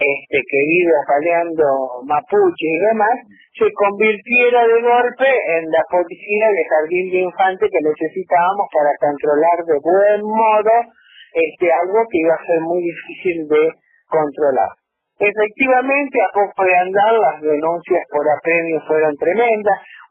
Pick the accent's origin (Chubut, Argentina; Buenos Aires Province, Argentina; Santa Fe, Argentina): Santa Fe, Argentina; Rosario; yo soy rosarina, yo fui presidenta nacional durante los 4 años del gobierno de Macri y ahora soy vicepresidenta nacional, pero vivo en Rosario.